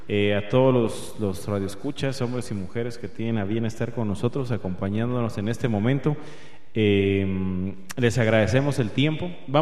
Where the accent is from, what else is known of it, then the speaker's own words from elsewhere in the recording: Mexico; Si a los mexicanos, a mí como mexicano me da risa de la falta de justicia